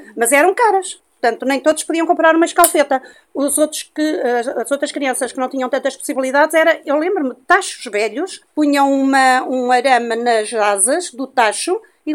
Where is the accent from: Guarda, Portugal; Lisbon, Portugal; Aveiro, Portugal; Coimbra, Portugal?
Guarda, Portugal; Pronto, eu sou da Guarda, uma zona fria.